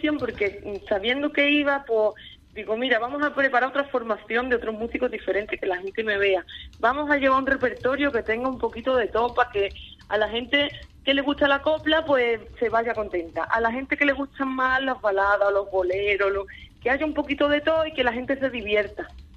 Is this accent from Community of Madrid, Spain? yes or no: no; Andalusia, Spain; como toda la zona que yo era de aquí, o sea, es que yo era la única que había de la zona de la sierra, sí, de Cádiz